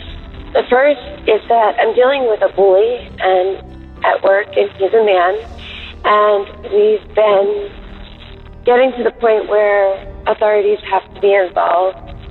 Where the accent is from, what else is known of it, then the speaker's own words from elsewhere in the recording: Los Angeles, California, United States; I'm from Los Angeles.